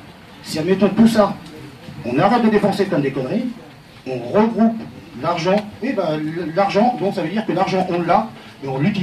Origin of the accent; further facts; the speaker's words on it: Cigogné, Centre-Val de Loire, France; Moi, je suis de Cigogné, donc je suis du coin, je suis pas de Langers, partout, etc. Je suis du coin.